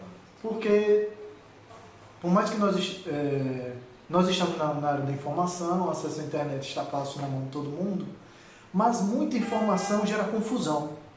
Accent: Aracaju, Sergipe, Brazil; Sou daqui de Aracaju mesmo.

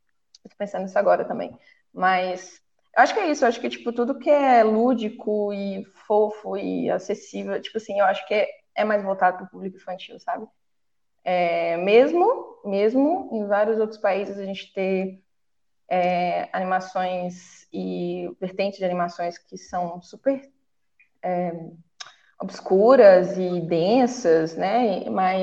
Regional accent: Minas Gerais, Brazil; now in São Paulo, Brazil; Eu sou mineirinha também.

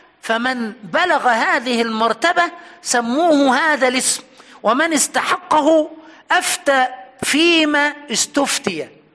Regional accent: Egypt; وعندنا في مصر للأسف علقها في رقبة عالم وطلع سالم

